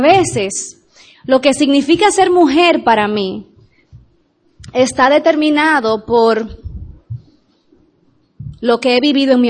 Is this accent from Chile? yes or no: no; Dominican Republic; recuérdense que yo soy dominicana. Extiéndanme gracia.